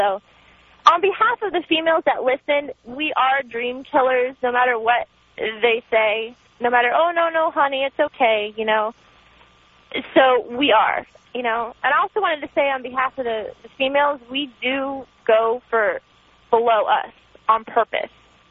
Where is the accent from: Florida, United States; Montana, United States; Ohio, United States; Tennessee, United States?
Florida, United States; I'm from Florida, and I'm not a big, you know, northern state, the climate up there.